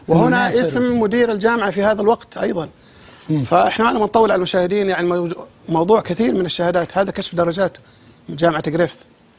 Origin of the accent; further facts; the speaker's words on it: Saudi Arabia; للأسف بس عندنا في السعودية بالذات